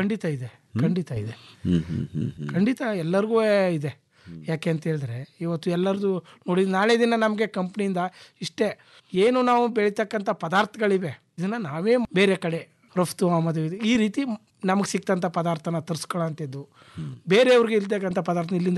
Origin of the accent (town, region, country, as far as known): Basapura, Karnataka, India; born or raised there